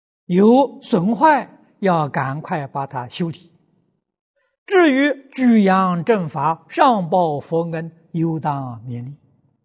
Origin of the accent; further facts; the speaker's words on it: China; 我们中国人常讲忠孝传家